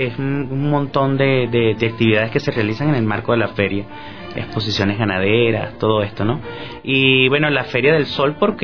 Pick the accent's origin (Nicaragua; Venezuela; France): Venezuela; Caracas, Capital District; De Caracas, caraqueño.